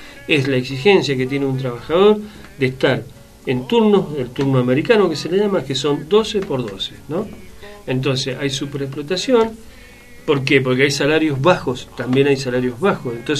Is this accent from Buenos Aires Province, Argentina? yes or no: no; Mendoza, Argentina; como mendocinos no queremos quedar alejados de esta propuesta nacional